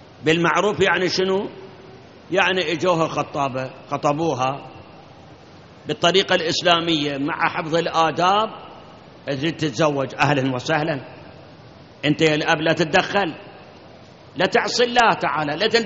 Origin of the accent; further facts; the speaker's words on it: Iraq; الآن عندنا بالعراق كثير من العوائل